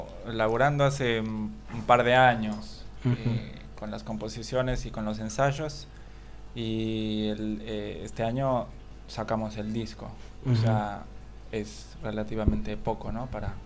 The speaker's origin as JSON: {"language": "Spanish", "country": "Mexico", "moved": "as an adult", "lives_now": "Argentina", "said": "Soy de México."}